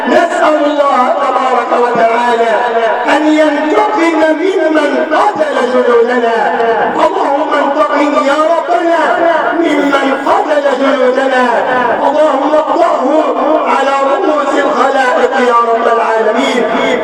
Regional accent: Egypt; واجعل بلدنا مصر بلد أمن وأمان

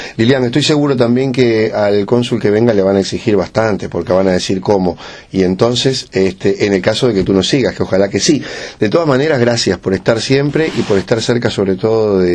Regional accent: Uruguay; no con nosotros ya, que venimos de repente del Uruguay a hacer un trabajo

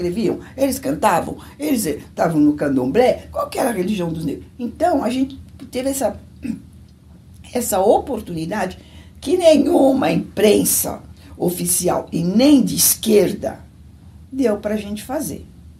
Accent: São Paulo, Brazil; eu nasci em São Paulo, sou paulistana. Eu nasci no Hospital São Paulo, na Avenida Paulista, sou super paulistana. E eu nasci em 1955, no dia 24 de agosto, 24 de agosto de 1955.

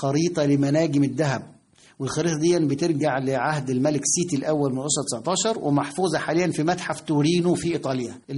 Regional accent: Egypt; ولا تزال هذه الفكرة موجودة لدينا كمصريين، مصر هي أحسن بلد في العالم بالنسبة لنا،

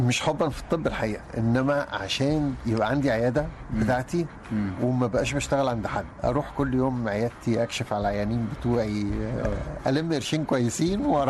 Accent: Egypt; موجودين عندنا في مصر يعني.

